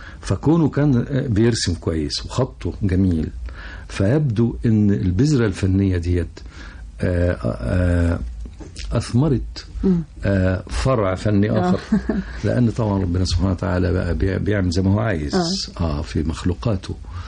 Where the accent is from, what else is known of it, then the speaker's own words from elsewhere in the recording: Cairo, Cairo Governorate, Egypt; also born or lived in Alexandria / Suez / Port Said / Ismailia; بمناسبة تنقلات والدي أنا اتولدت في اسكندرية. وبعدين اللي عرفته بعدين إن إحنا بعد اسكندرية والدي اتنقل السويس. وبعد السويس اتنقل بورسعيد، وبعد بورسعيد اتنقل الإسماعيلية، وبعد الإسماعيلية جه القاهرة.